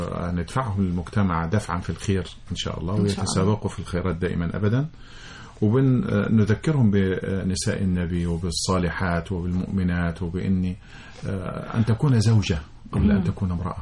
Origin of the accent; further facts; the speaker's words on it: Salimat, Qena Governorate, Egypt; من بلده سليمات مركز ابو تشت محافظه قنا، وبفخر ان انا من قنا، وان لم اكن من قنا لتمنيت ان اكون من قنا.